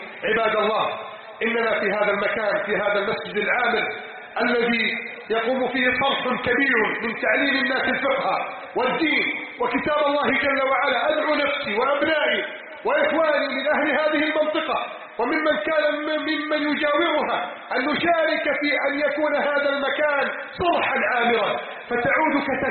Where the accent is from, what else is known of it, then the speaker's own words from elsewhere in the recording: Egypt; اللهم احفظ بلدنا مصر من كيد الكائدين